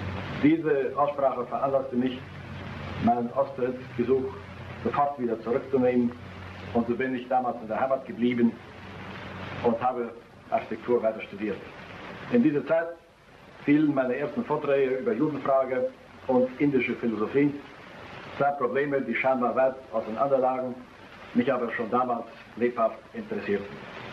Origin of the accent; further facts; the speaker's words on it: Tallinn, Harju County, Estonia; Geboren bin ich in der Hansestadt Reval, hoch oben am finnischen Meerbusen.